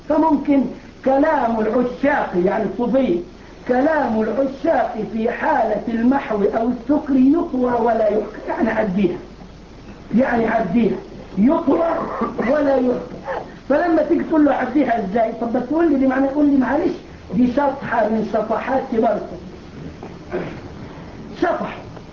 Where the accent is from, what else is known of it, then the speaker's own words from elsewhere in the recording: Egypt; اللي بيعملوا الموالد عندنا في مصر